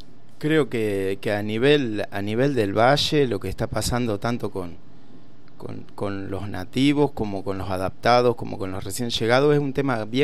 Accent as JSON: {"language": "Spanish", "region": "Buenos Aires Province", "country": "Argentina", "said": "Yo vengo de casi de la Patagonia, del sur del sur de la provincia de Buenos Aires."}